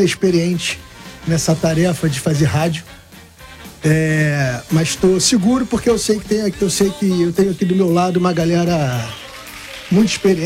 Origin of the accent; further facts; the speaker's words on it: Rio de Janeiro, Brazil; Eu sou daqui, sou da área, carioca, da Gema, flamenguista, mandarense.